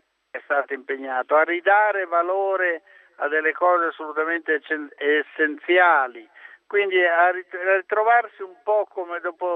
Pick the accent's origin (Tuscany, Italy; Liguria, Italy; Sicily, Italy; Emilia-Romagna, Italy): Emilia-Romagna, Italy; ho visto alcuni centri della mia terra, che tra l'altro sono presenti come sfondi in alcuni miei film, spazzati via